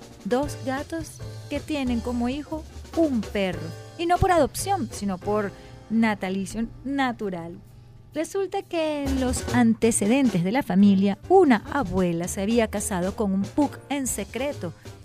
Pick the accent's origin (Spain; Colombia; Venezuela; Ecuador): Venezuela; también está desmitificando muchas de las cosas de cómo nos vemos los venezolanos